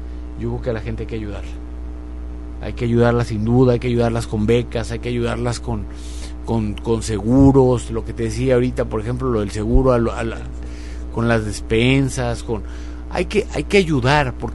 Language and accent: Spanish; Mexico; somos más los mexicanos que queremos vivir bien, que queremos vivir en paz, que no queremos violencia